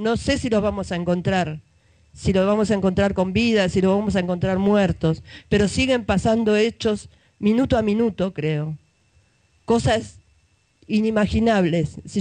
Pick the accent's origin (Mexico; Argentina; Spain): Argentina; Buenos Aires; Pero yo lo vivo en Zabaleta. Yo soy de Zabaleta y lo veo.